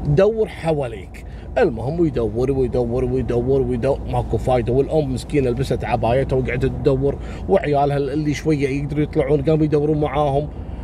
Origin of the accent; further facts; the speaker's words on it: Kuwait; احنا عندنا في الكويت